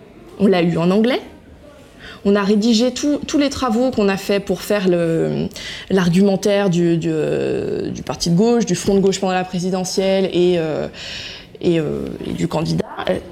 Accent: France; pour nous c'est plus facile à dire quand on est français parce qu'on a un poids économique important dans l'Union européenne.

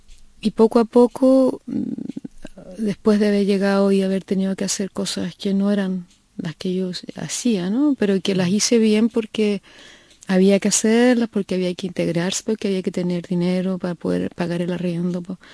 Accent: Concepción, Biobío, Chile; Nací en Concepción, y es una zona de Chile, donde llueve mucho, y donde no teníamos televisión, y donde yo iba solamente en la mañana a la escuela. En la tarde estábamos en casa, lloviendo, sin televisión, y muchos hermanos, éramos 7.

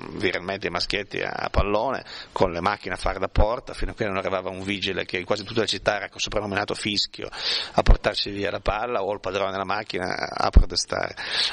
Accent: Alba, Piedmont, Italy; io sono da Langhetto, sono da Langarolo di Alba, e siamo diversi dai piemontesi

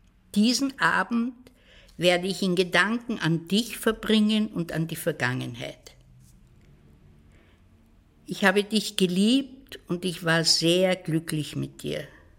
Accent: Vienna, Austria; born there; Ich bin in Wien geboren, 1929.

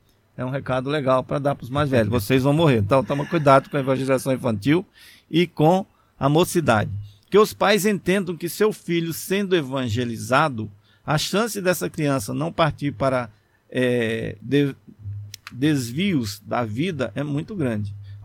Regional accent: Bahia, Brazil; porque eu que sou baiano, viu?

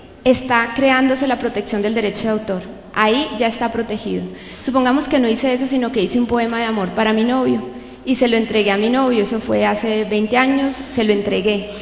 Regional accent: Colombia; Yo soy abogada colombiana

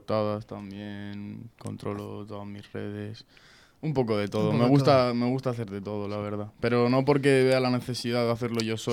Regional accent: Madrid, Community of Madrid, Spain; somos unos chavales de Aluche que nos hemos montado un estudio por allí

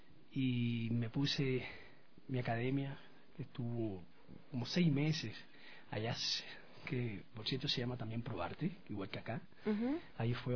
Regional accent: Cuba; now in Ecuador; soy cubano y llevo en Ecuador unos 22 años ya acá en Ecuador. Ecuatoriano que cubano ya.

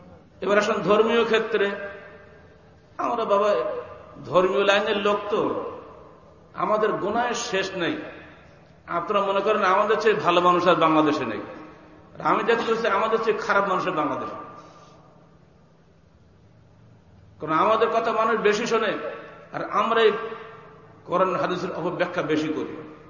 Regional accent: Bangladesh; আমি বাংলাদেশি, আমি বাংলা ভাষায় আমার দেশের তবলিগ করব

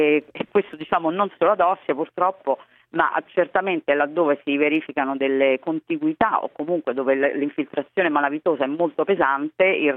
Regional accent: Ostia, Lazio, Italy; Sì, io sono di Ostia e devo dire che io sono in ambascio

